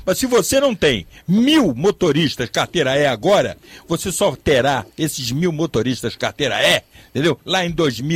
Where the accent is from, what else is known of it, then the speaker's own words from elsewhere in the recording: Niterói, Rio de Janeiro, Brazil; é lá na minha cidade, Niterói